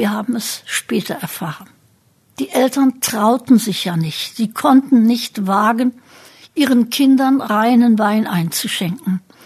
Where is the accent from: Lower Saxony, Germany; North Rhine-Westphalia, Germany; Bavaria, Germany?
Lower Saxony, Germany; Braunschweig; Ich bin 1926 geboren und aufgewachsen in Braunschweig, in einer Familie, bei der die Eltern politisch hellwach, außerdem sehr gescheit waren. Und mit 7 Geschwistern.